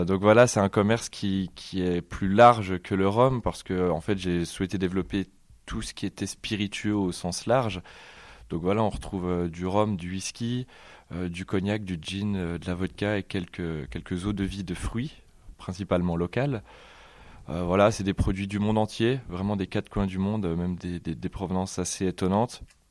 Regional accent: Grand Est, France; donc j'ai 23 ans et je suis originaire des Vosges et je viens d'ouvrir un commerce sur Remiremont

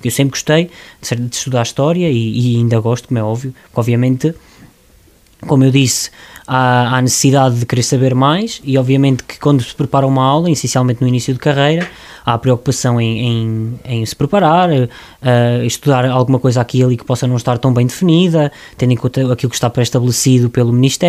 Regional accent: Oliveira, Centro, Portugal; also born or lived in Loriga; os meus pais, a minha mãe e o meu pai são de Loriga, naturais, vieram viver para Oliveira e foi sempre aqui que eu vivi, mas a minha terra e sempre será, vai ser Loriga

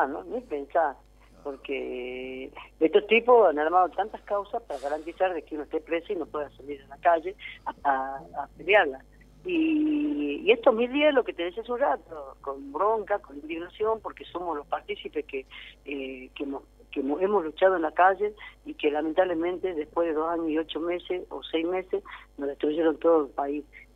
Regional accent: Jujuy, Argentina; Yo soy jujeña

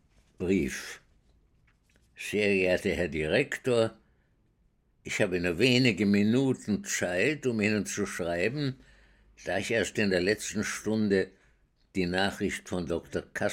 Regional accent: Vienna, Austria; Ich bin in Wien geboren, 1921, und bin dort aufgewachsen in einer jüdischen Gemeinde, die nicht sehr orthodox war, aber fromm genug

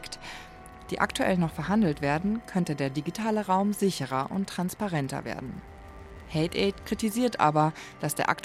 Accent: Bavaria, Germany; Ich bin im Münchner Umland groß geworden.

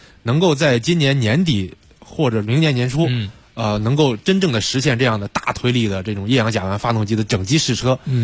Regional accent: China

